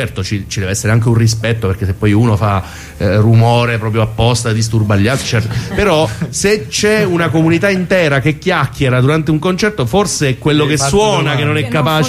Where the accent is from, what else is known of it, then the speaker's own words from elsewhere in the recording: Teramo, Abruzzo, Italy; a Roma, che non è la mia città perché sono teramano, di Teramo